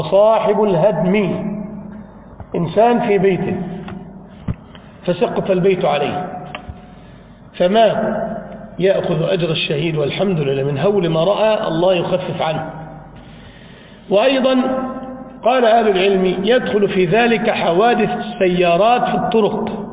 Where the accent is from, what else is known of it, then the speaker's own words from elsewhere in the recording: Egypt; انطلق إلى عندنا في بلادنا مصر إلى اسكندرية